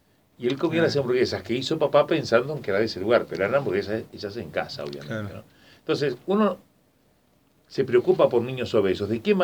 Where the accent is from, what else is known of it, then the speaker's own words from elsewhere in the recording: Paysandú, Uruguay; En la Heroica, Paysandú, en mi Heroica, en mi pueblo.